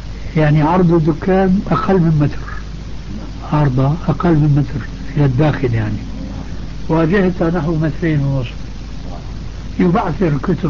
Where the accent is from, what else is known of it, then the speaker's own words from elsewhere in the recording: Damascus, Damascus Governorate, Syria; كما يقال عندنا في دمشق